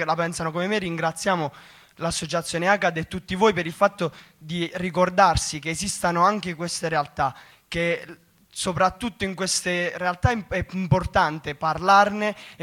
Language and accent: Italian; Potenza, Basilicata, Italy; io vengo da Potenza